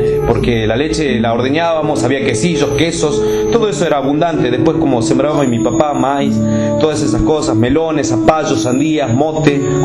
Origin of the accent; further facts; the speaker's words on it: Sol de Julio, Santiago del Estero, Argentina; el pueblo de donde yo soy, vio. Sol de Julio se llama el pueblo.